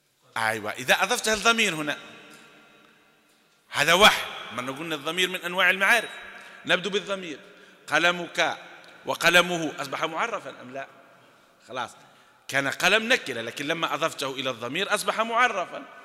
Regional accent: Algeria; أو حتى شائع عندنا في الجزائر في غير سوف

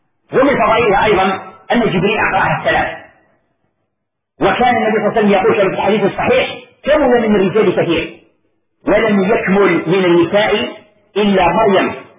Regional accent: Algeria; طبق معروف عندنا في الجزائر وفي غير الجزائر

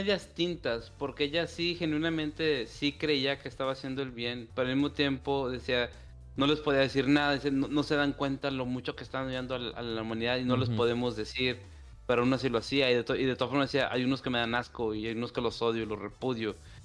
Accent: Zacatecas, Mexico; como saben, en mi terruño de Zacatecas

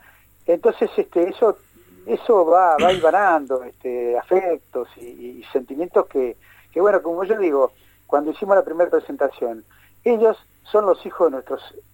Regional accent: Buenos Aires, Argentina; now in La Plata, Argentina; Yo vengo de un pueblo del interior de la provincia de Buenos Aires

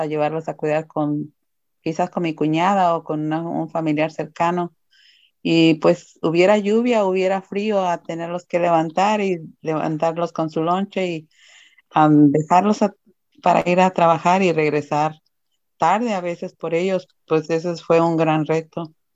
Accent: Jalisco, Mexico; now in United States; Soy de México, el estado de Jalisco. Emigré a California por los años 80.

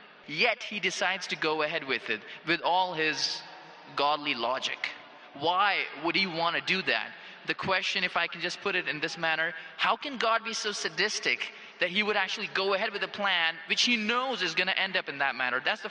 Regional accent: Phoenix, Arizona, United States; I'm from Phoenix, Arizona in the United States.

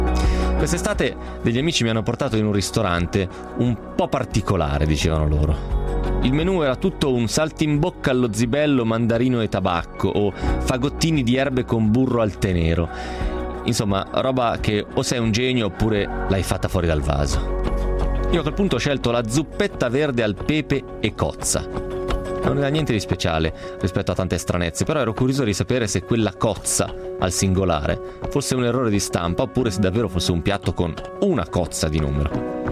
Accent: Novara, Piedmont, Italy; io sono di Novara e quindi un pochettino piemontese lo sono, anche se non ufficialmente

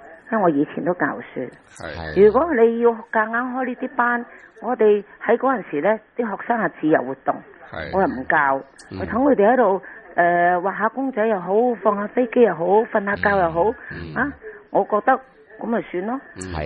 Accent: China; 因为我觉得呢身为一个中国人更加应该爱国

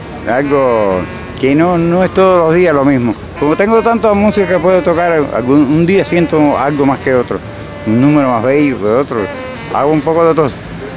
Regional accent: San Cristóbal, Artemisa, Cuba; now in Montevideo, Uruguay; Yo nací, me crié en un pueblo de campo. Nací en un pueblo que actualmente es de La Habana, antes era de Pinar del Río. Me crié en San Cristóbal, un pueblecito de campo.

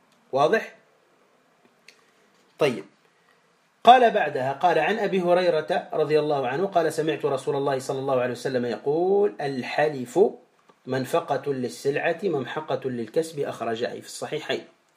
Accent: Tunisia; كما نقول عندنا في تونس الفقر والعنترة

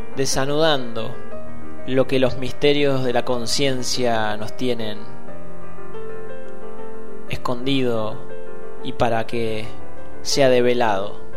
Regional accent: Andalgalá, Catamarca, Argentina; siendo argentinos, siendo catamarqueños o siendo andalgalenses.

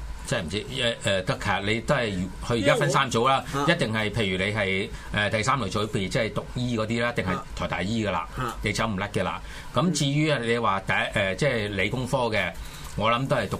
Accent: Hong Kong; 咁其實我哋香港人即係香港嘅大學有嘅科目咧，佢一定有啦。

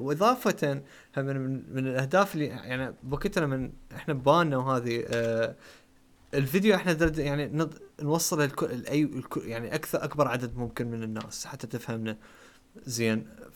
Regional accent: Iraq; على اعتباراني نحن عراقيين ما ليش قلت عراقيين بس انه احنا عراقيين نحكي عراقي

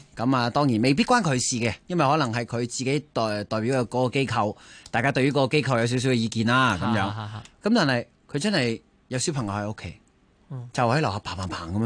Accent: Hong Kong; 呢一种劣根性，我哋香港人要改

